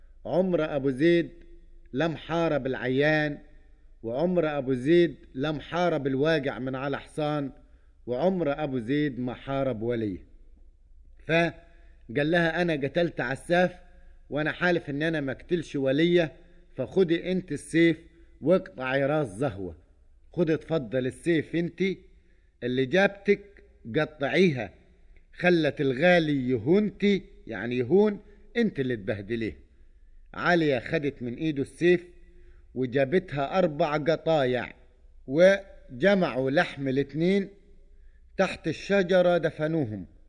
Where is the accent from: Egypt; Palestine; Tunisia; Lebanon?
Egypt; Upper Egypt; احنا عندنا في الصعيد نقول اللحية مش على الدجن